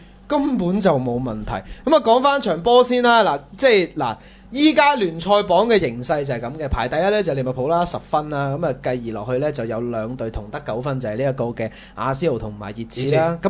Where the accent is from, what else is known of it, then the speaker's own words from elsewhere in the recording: Hong Kong; 即係我哋香港人都會覺得